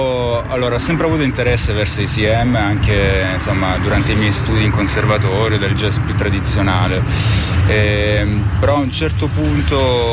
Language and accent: Italian; Apulia, Italy; delle mie origini del Sud Italia, perché sono originario della provincia di Lecce, quindi molto vicino all'area Balcani, Grecia e Mediterraneo in generale